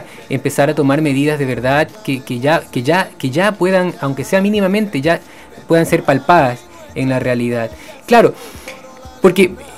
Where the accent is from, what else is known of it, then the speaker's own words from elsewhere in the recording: Ecuador; Yo como ecuatoriano lo he vivido